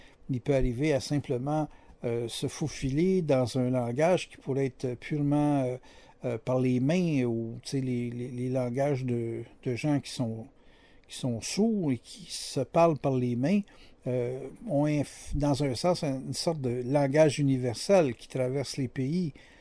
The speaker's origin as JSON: {"language": "French", "region": "Quebec", "country": "Canada", "said": "Moi, je suis québécois."}